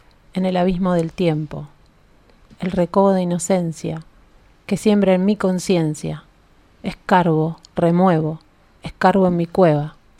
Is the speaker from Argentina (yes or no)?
yes; La Plata, Buenos Aires Province, Argentina; Las dos de La Plata.